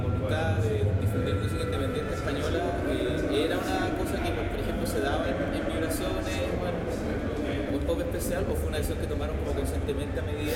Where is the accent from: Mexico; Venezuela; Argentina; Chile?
Chile; como chileno que pudo vivir la dictadura que tenemos en casa